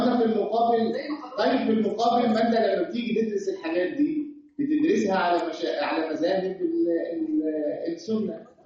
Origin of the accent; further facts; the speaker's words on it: Egypt; ها ينفع انا اخبر كمصري واقول